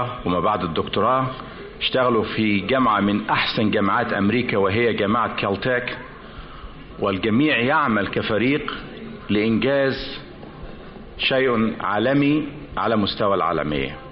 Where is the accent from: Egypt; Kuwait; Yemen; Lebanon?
Egypt; Damanhur, Beheira; ان انا اكون ابن تسوق ابن دمنهور ابن كفر الشيخ وابن مصر مصر الغالية علينا كلنا